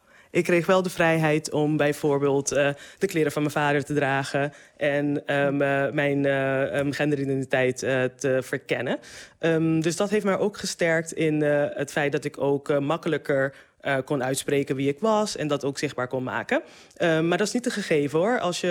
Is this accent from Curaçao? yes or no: yes; Curaçao; Ik ben opgegroeid op Curaçao.